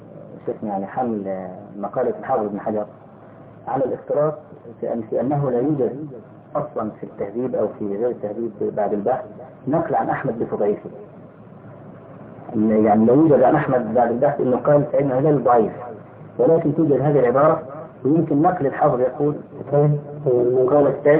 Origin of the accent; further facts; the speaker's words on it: Egypt; فأخذها بعض الناس عندنا في مصر